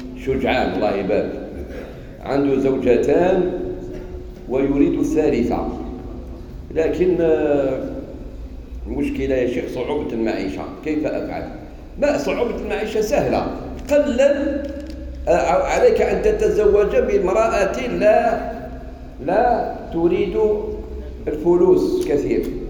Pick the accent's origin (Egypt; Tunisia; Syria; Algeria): Algeria; أنا فرحان باللي أنا جزائري. إيه ومسلم، أنا مسلم جزائري